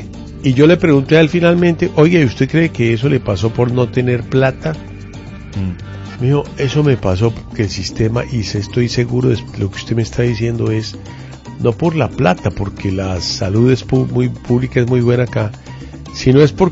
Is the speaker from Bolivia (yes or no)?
yes; Bolivia; now in Colombia; Yo soy boliviano y soy... Yo soy ciudadano de este país